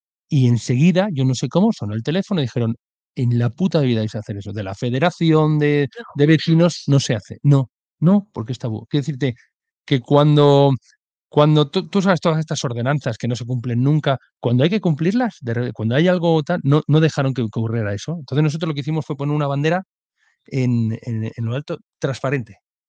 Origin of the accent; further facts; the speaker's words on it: Santander, Cantabria, Spain; si yo que soy de Santander, si viviera en Santander